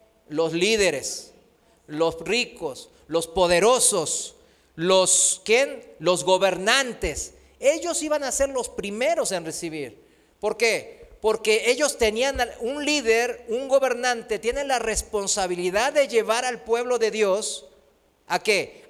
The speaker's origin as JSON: {"language": "Spanish", "country": "South Korea", "second_language": "Spanish", "lives_now": "Mexico", "said": "en mi país, en Corea, aquí en México también"}